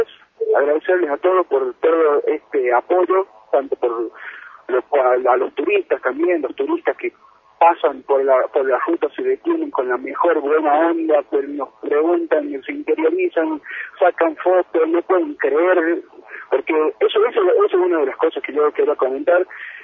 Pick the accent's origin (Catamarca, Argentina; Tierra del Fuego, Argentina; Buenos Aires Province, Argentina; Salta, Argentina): Catamarca, Argentina; Andalgalá; la gente de mi pueblo, de Andalgalá